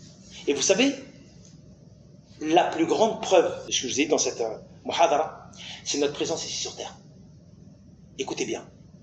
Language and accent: French; France; Surtout nous, hein, les francophones, on vient de France.